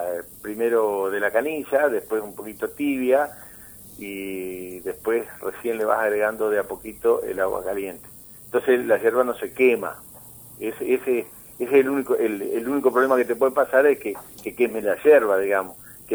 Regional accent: Uruguay; Pero verdaderamente somos uruguayos, esa es la verdadera nacionalidad que debería imponerse en el país, ¿no? Y ser uruguayo es un orgullo, ¿no?

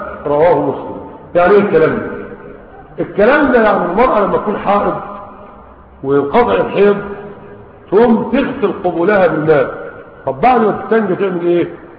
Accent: Egypt; عندنا في مصر 9 مليون عام فاتت الثلاثين

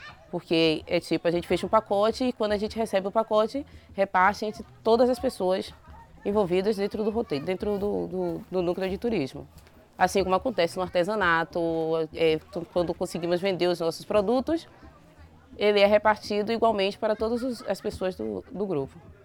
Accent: Bahia, Brazil; sou daqui da comunidade do Caonge, sou professora aqui da minha comunidade.

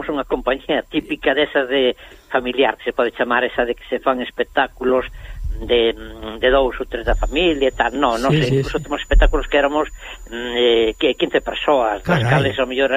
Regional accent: Galicia, Spain; somos galegos, hacemos a nosa cultura, que é moi importante, non? Temos a nosa lingua, a nosa cultura

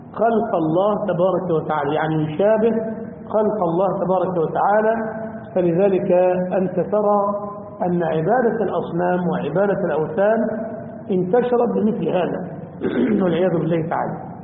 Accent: Damietta, Damietta Governorate, Egypt; أو يعمل خشب زي عندنا في دمياط مثلا

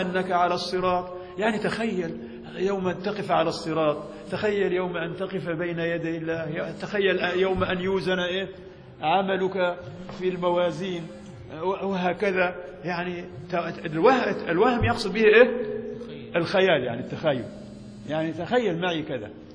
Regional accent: Egypt; كما ضربت مثال نحن مصريين، أنت مصري طبعا، لا نأكل الجراد

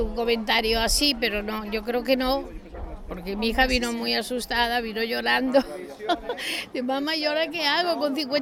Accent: Córdoba, Andalusia, Spain; porque estaban tocando flamenco y como yo soy de Córdoba

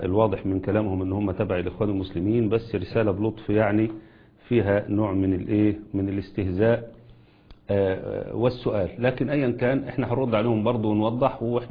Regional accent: Egypt; ما يحدث عندنا في مصر

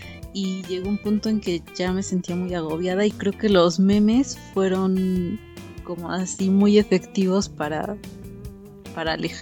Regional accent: Mexico; como mexicanos

